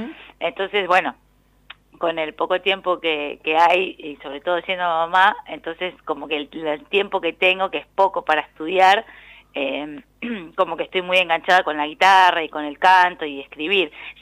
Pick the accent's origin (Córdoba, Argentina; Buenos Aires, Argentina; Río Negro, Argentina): Buenos Aires, Argentina; por lo menos yo como porteña, algo más conservador.